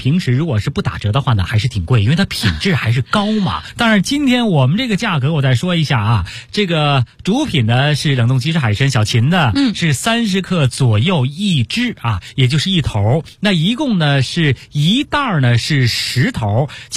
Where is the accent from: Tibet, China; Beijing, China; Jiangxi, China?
Beijing, China; 这应该说是我们北京人的一个习惯哈。